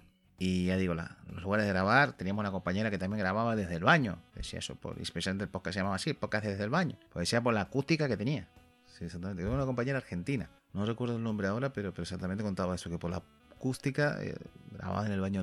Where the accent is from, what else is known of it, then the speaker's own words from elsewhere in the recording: Canary Islands, Spain; nosotros que somos canarios nos cuesta porque está la S en medio, nosotros la S nos la solemos más comer la pronunciación.